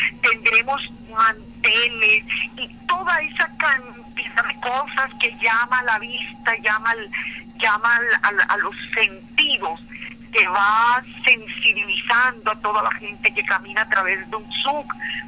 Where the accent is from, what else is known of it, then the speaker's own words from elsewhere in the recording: Colombia; tener la capacidad de redescubrirme como árabe y poder seguir en la dialéctica cotidiana conociéndome como colombiana.